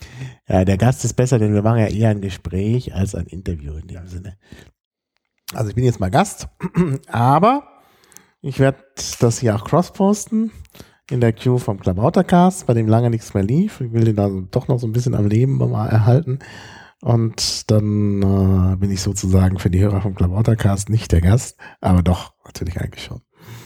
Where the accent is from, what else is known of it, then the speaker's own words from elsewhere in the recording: Dortmund, North Rhine-Westphalia, Germany; born there; now in Berlin, Germany; Also geboren bin ich in Dortmund, aber eigentlich fühle ich mich seit Anfang 1998, so richtig als Berliner.